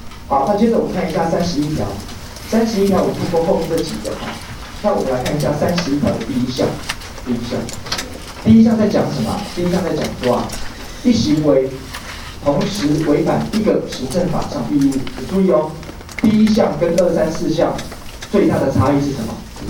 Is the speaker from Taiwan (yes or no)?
yes; Taiwan; 不是，我回台湾啊，我从小在台湾长大